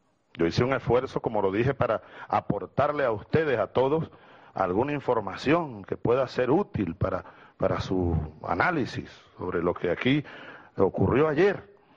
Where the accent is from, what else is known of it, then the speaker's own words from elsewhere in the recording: Venezuela; Claro que para mí tiene importancia como venezolano